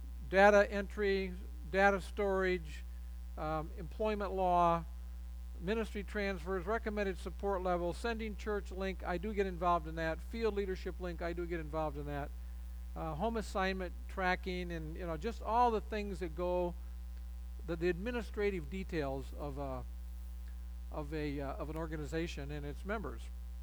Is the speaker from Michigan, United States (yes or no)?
yes; Michigan, United States; We have a great marriage. We are both from Michigan.